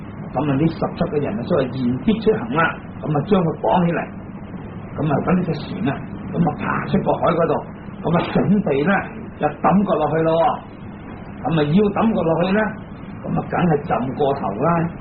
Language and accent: Cantonese; China; 咁啊，原则上我哋中国人咧出世啊，年轻啊